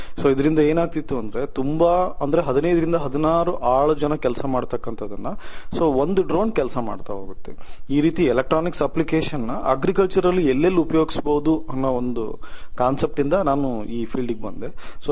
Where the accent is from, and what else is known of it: Anaveri, Karnataka, India; born or raised there